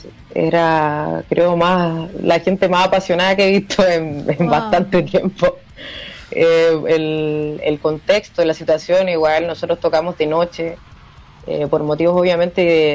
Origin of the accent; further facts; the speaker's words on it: Antofagasta, Chile; nosotros somos de Antofagasta, de Chile.